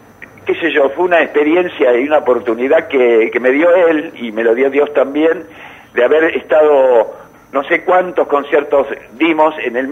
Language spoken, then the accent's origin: Spanish; Argentina; yo no me quiero meter en la misma bolsa, pero me meto en la misma bolsa como argentino.